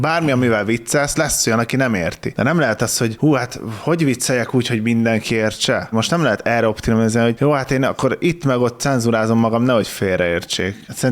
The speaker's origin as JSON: {"language": "Hungarian", "country": "Hungary", "said": "Bár a magyar vagyok, nem turista, az jó, nem?"}